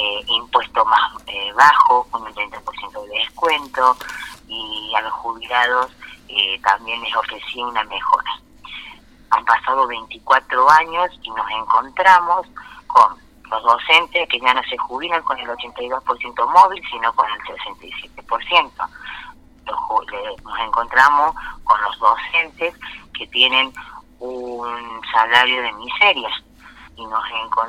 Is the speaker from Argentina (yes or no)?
yes; San Pedro, Argentina; also born or lived in Villa Dolores; al año de nacida me llevaron a vivir a San Pedro, el lugar donde nunca más salí, porque soy sanpedrina y me siento sanpedrina, o sea, para mí nunca viví en Villa Dolores.